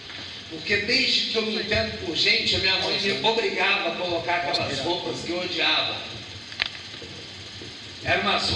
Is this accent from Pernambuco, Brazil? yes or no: no; Belo Horizonte, Minas Gerais, Brazil; eu sou de Belo Horizonte, meus pais são missionários há 50 anos, fizemos 50 anos de casado também, eles são missionários batista, eu cresci em igreja